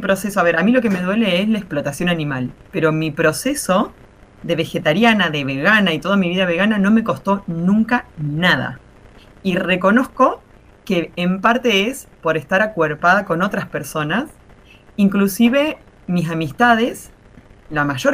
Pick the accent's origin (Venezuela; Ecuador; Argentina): Argentina; Marcos Juárez, Córdoba; en este preciso momento estoy en Marcos Juárez, Córdoba. Bueno, en Argentina, en la provincia de Córdoba, en un pueblo que es mi pueblo natal.